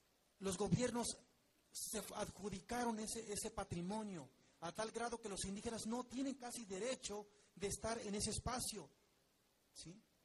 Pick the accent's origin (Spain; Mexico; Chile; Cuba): Mexico; y como mexicanos nos debe de unificar, si es que el español lo usamos como un puente de comunicación